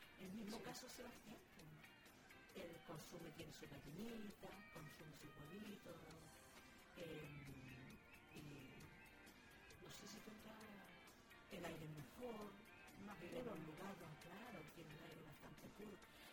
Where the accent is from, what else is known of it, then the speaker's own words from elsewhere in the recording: Coelemu, Ñuble, Chile; Cuando niña, yo estuve en Coelemo y ahí sí que sea frío. En el verano mucho calor y en el invierno, pero era de esas heladas que tú las bateas y se han escarchado.